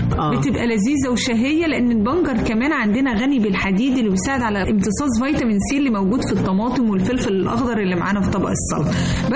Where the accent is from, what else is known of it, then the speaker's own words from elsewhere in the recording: Egypt; احنا بنحبه واحنا كمصريين فننا فيه